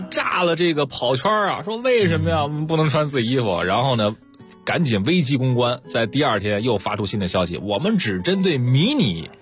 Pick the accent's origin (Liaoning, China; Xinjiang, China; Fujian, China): Liaoning, China; Dalian; 我们都算是辽宁人嘛